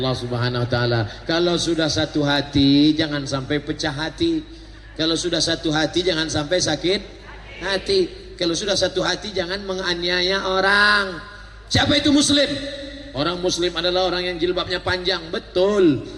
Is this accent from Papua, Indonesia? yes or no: no; West Sumatra, Indonesia; Saya bukan orang Melayu Pak Ustaz. Saya orang Minangkabau.